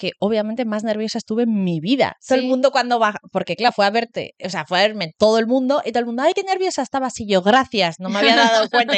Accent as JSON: {"language": "Spanish", "town": "Vitoria", "region": "Basque Country", "country": "Spain", "said": "yo soy de Vitoria y empecé allí."}